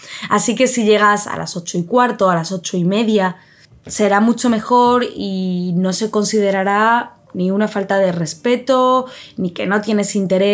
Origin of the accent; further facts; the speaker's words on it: Spain; ¿Cómo de puntuales crees que somos los españoles